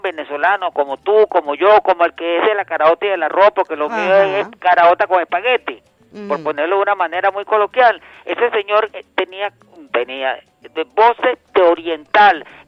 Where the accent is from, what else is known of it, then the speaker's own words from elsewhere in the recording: Italy; yo soy italiano.